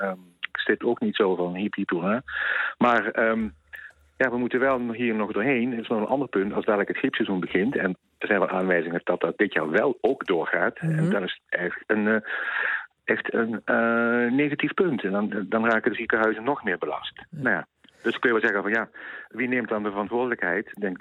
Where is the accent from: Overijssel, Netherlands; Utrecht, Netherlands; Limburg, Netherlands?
Limburg, Netherlands; Kerkrade; Ik kom zelf uit Kerkrade als woonclub, dus ik heb ook carnaval gevierd.